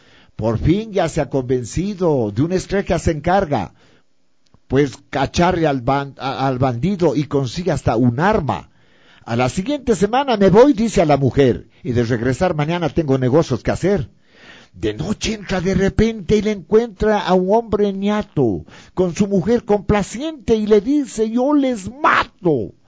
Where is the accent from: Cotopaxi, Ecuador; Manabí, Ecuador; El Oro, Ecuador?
Cotopaxi, Ecuador; Latacunga; now in Quito, Ecuador; De Latacunga. Yo soy oriundo de Latacunga. Mi papá es oriundo de Cuenca por Cordero. Se vino de Cuenca a estudiar por la provincia de Cotopaxi, se enamoró de mi mamá y se quedó para siempre por ahí. Entonces nacimos nosotros